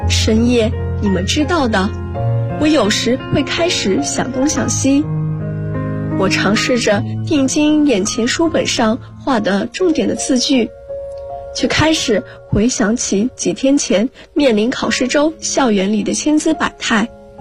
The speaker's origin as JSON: {"language": "Chinese", "town": "Guangzhou", "region": "Guangdong", "country": "China", "said": "来自广州，我在南京大学，距离我的家乡1300公里。"}